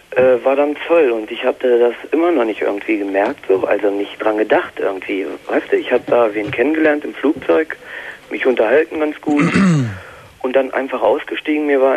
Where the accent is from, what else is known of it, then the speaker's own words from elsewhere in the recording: Germany; Als Deutscher, also als Ausländer, kriegt man das da.